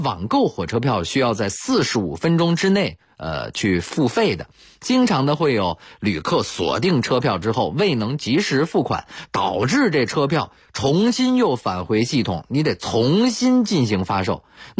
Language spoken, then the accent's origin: Chinese; Beijing, China; 我是北京人，所以上学工作基本上都在北京，只有出差的时候可能会买火车票。